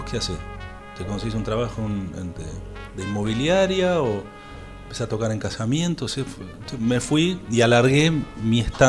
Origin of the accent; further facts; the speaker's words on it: Argentina; now in New York, United States; Yo no estoy buscando, si yo soy argentino, me pongo el poncho y toco folclore, o toco tango